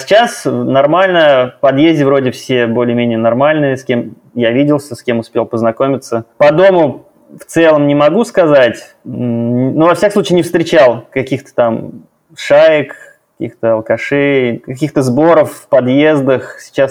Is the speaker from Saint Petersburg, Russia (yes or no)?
no; Kazan, Tatarstan, Russia; Ну, я коренной казанец, поэтому в целом, конечно, сложно мне сравнивать, сопоставлять с другими городами.